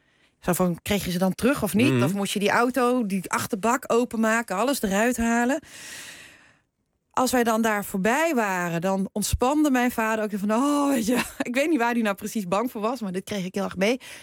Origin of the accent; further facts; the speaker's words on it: Netherlands; born there; Ik ben in Nederland geboren